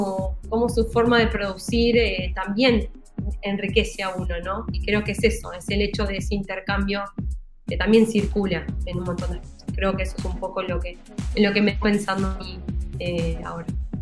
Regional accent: Berazategui, Buenos Aires Province, Argentina; Yo soy de Berazategui

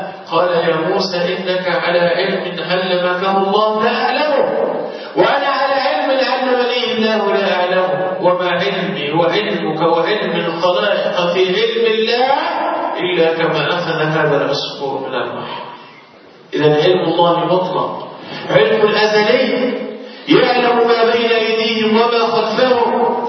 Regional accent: Egypt; تخيل الزلزال اللي حصل عندنا في مصر

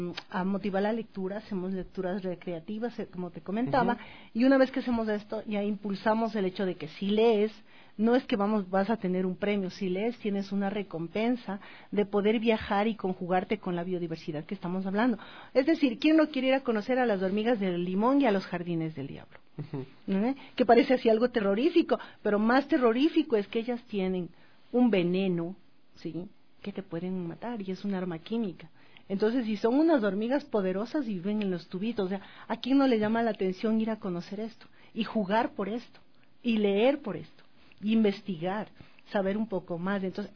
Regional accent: Ecuador; Somos tan grandes como ecuatorianos

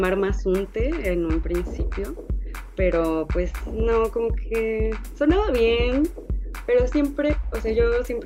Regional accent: Mexico City, Mexico; yo vivo, o sea, yo soy bien chilanga, voy al mar cada puedo, está muy lejos.

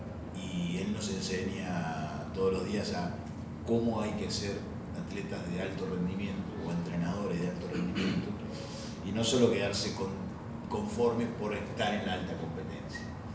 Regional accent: Argentina; viste cómo somos los argentinos.

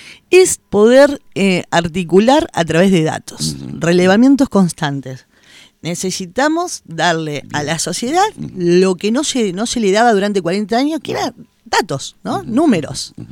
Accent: Buenos Aires, Argentina; now in Concordia, Argentina; Yo de niña venía a Concordia, pues, mi infancia la pasé en Buenos Aires

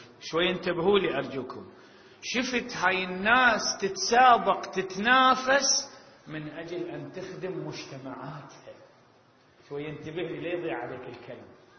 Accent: Iraq; يعني هنا إذا تمطر عندنا بالعراق من تمطر 4 ساعات 5 نبتلي على أعمارنا

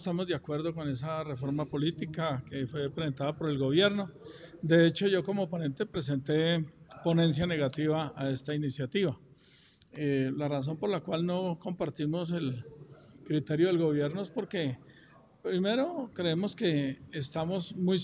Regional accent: Sibaté, Cundinamarca, Colombia; yo soy de Cibaté, pero acordémonos que Cibaté era una inspección de policía de Soacha cuando yo nací. Yo tenía como 9 años cuando surgió la independencia de Soacha de Cibaté.

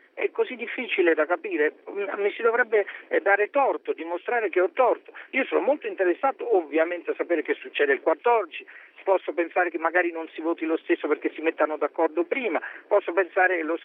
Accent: Florence, Tuscany, Italy; born there; A Firenze.

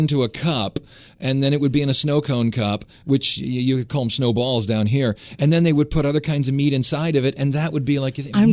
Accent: Cleveland, Ohio, United States; Well, I'm from Cleveland.

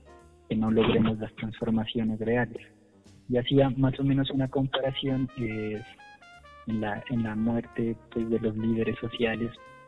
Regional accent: Colombia; estamos viviendo también de transformación como colombianos

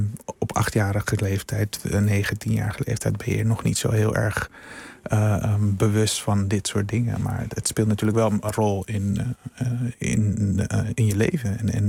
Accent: Curaçao; born there; Ik ben geboren op Curaçao. Mijn ouders komen allebei uit Suriname.

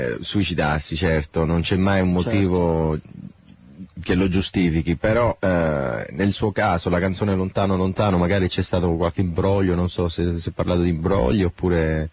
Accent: Australia; also born or lived in Italy; io sono nato in Italia, ma ho vissuto tutta la mia vita in Australia

